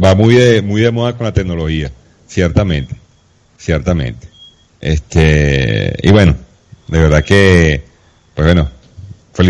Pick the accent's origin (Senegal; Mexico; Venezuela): Venezuela; pues obviamente por como venezolano